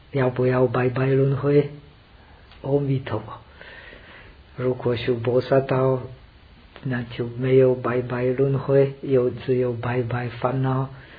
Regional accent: India; Chinese is a second language; 我是从印度来的，

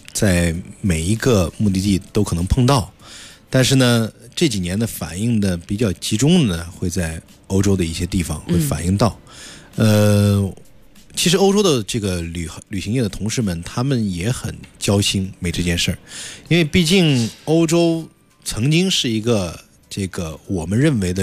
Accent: Beijing, China; 按我们北京话叫包圆儿

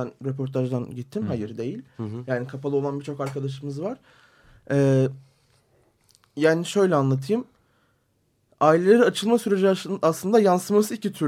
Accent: Diyarbakır, Diyarbakır Province, Turkey; Çünkü ben bir Diyarbakırlıyım.

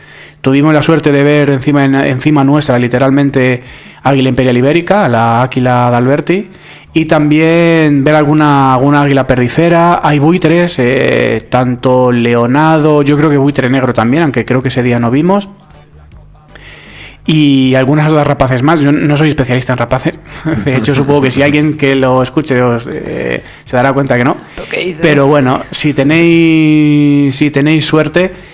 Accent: Community of Madrid, Spain; Los que venimos del sur de Madrid, aún más.

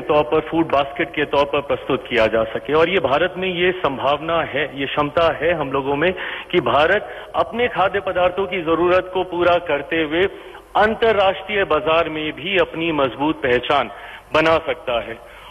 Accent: Bihar, India; और मैं बिहारी हूं, इसलिए मुझे ज्यादा गर्व होता है जब मखाना, जिसका सबसे ज्यादा उत्पादन मेरे राज्य से होता है

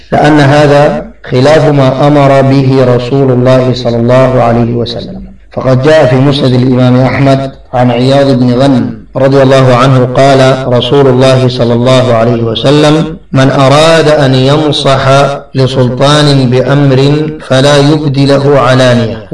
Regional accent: Sudan; التي حصلت في بلادنا السودان

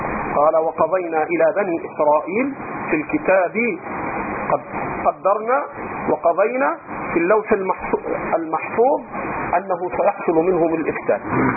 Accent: Egypt; الخوارج الآن عندنا في مصر

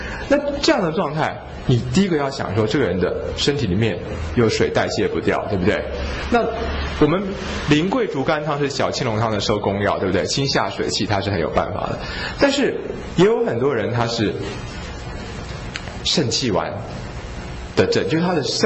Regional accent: China; 那至于说像我们中国人治疗这个疝气是这种厥阴治，对不对？

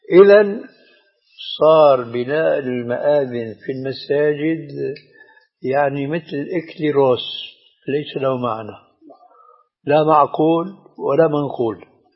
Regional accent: Syria; هذه عندنا في الشام تسمى بالصاي،

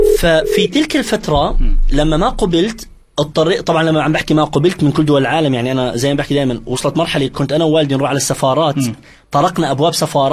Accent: Iraq; وانا كوني عراقي طبعا في الجزيره العربيه انسى الموضوع انت ارهابي

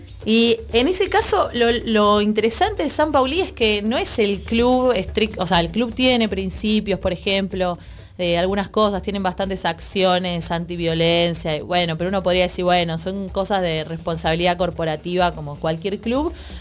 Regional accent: Morón, Buenos Aires Province, Argentina; Por ejemplo, yo soy de Morón

